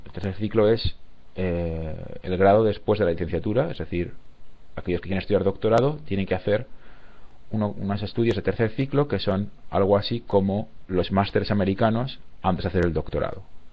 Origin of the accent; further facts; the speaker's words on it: Zaragoza, Aragon, Spain; now in Malmö, Sweden; ¿De dónde soy? Soy de España, Zaragoza. ¿Y de dónde vengo ahora mismo? Ahora mismo estoy en Malmö, en Suecia.